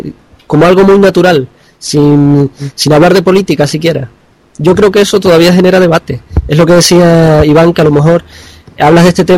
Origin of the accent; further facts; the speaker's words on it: Canary Islands, Spain; no dejaré de ser español si considero que existe un hecho diferencial canario, ni lo contrario, si considero que no soy más español.